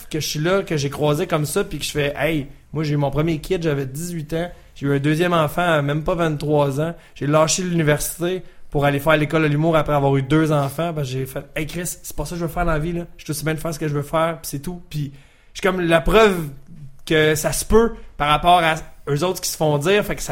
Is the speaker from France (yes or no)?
no; Canada; nous, on est des Canadiens